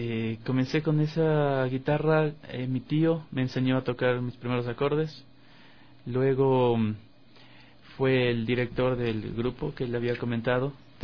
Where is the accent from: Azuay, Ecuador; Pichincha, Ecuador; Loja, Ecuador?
Pichincha, Ecuador; Quito; born there; nací en Quito. Vengo de una familia que no son músicos, pero sí han estado vinculados un poco con el arte.